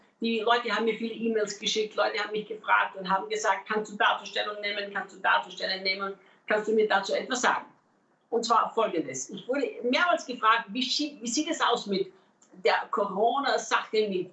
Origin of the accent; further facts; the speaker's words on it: Austria; now in Brazil; Als Österreicher schlägt mein Herz ja für die deutschsprachige Welt. Und ich lebe ja nicht in Brasilien, weil irgendwann das mal meine Idee war, sondern weil Gott uns ganz klar hier in dieses Land gerufen hat.